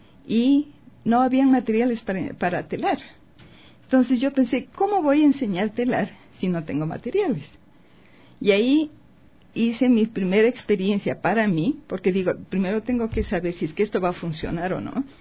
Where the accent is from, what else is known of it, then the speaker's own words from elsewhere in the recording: Ecuador; moved away; yo tuve que salir del Ecuador y recuerdo, estando en el avión